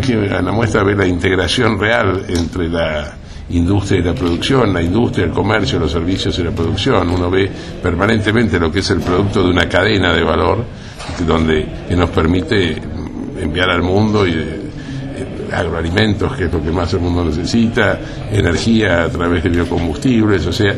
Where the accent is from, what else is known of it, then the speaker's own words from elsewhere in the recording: Argentina; lo vivimos y lo sentimos como argentinos